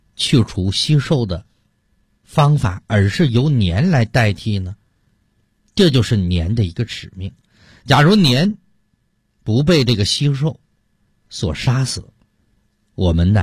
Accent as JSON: {"language": "Chinese", "region": "Heilongjiang", "country": "China", "tie": "born there", "said": "小的时候我出生在东北的黑龙江非常偏僻的一个山村啊"}